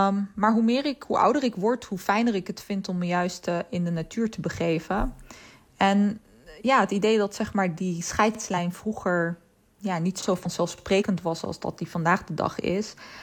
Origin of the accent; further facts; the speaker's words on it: Netherlands; ik weet nog dat ik het altijd als kind opgroeiend in Nederland het ontzettend fascinerend vond dat Nederland zo ontzettend vlak was.